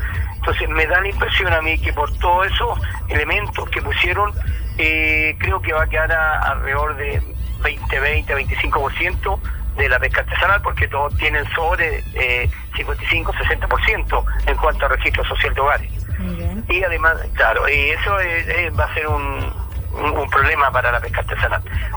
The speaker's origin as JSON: {"language": "Spanish", "country": "Chile", "said": "hemos sufrido muchísimo en esta pandemia, como todo chileno"}